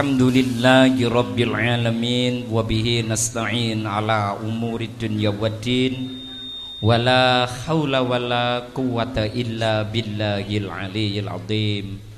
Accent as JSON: {"language": "Javanese", "town": "Temanggung", "region": "Central Java", "country": "Indonesia", "said": "Niki kula niki tiyang Temanggung, Bu. Bojo kula niku daleme Temanggung. Wonten Pare Mendirat."}